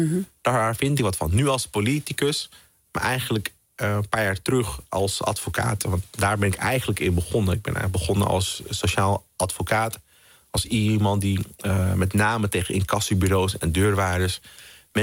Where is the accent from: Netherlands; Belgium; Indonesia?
Netherlands; Amsterdam, North Holland; Nou, ik ben in Amsterdam-Zuidoost opgegroeid. Vooral in de jaren 90 was het toch een hele spannende plek.